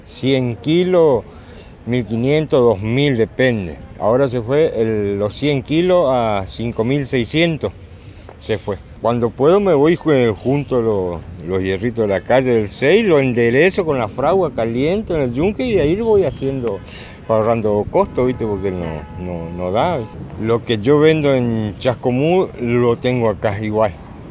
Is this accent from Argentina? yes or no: yes; Florencio Varela, Buenos Aires Province, Argentina; soy de Florencio Varela, en una esquina que viene a ser Berazategui y Varela.